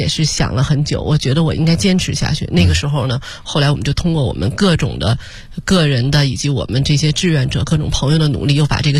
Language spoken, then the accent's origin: Chinese; Beijing, China; 因为就是那一年呢，我开始回到了北京，我的故乡，